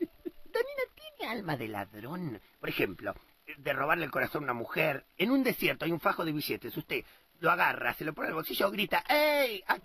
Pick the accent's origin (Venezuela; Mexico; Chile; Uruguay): Uruguay; Canelones; born there; Estoy en Canelón, yo nací en Canelones, en la República de Italia del Uruguay.